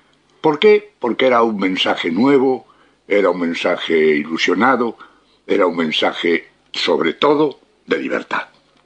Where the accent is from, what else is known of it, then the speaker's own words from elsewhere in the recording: Spain; mis comentarios, van a llegar a mi pueblo, a mi país, que está sufriendo la dictadura fascista del general